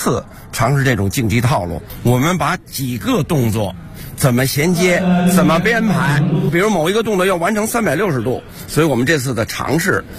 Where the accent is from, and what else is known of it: Beijing, China; born there